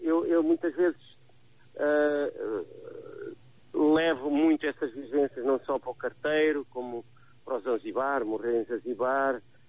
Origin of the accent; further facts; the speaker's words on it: Mozambique; a minha infância feliz que passei em Moçambique